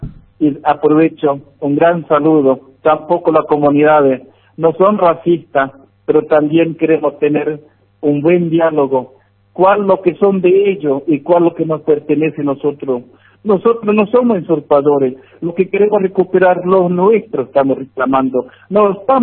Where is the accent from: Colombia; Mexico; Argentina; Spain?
Argentina; Mi DNI, identificación como argentino ciudadano en la provincia.